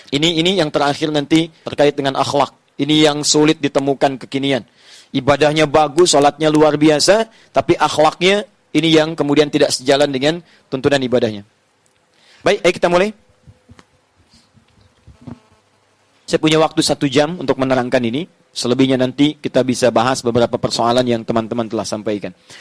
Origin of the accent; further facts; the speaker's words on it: Indonesia; Kita dari Indonesia ke sini.